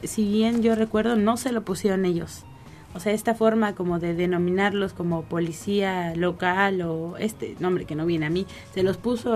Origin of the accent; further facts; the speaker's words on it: Mexico; como pueblo mexicano, como pueblo latinoamericano, también podemos aprender